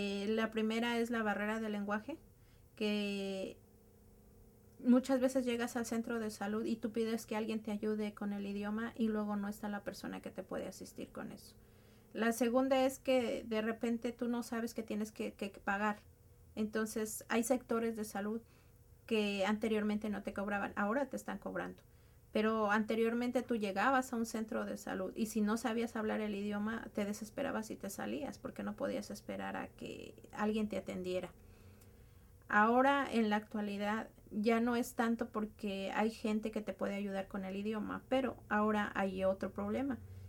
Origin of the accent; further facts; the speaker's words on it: Mexico; porque no nada más somos los mexicanos, sino somos toda la comunidad inmigrante, demasiado afectados.